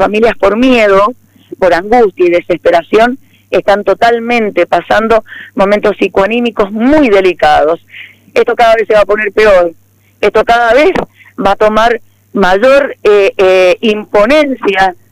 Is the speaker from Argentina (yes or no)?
yes; Argentina; somos ciudadanos argentinos, todos nativos